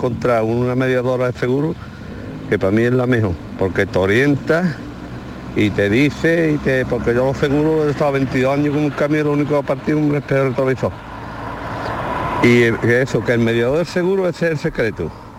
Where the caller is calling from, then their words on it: Jerez, Andalusia, Spain; de Jerez.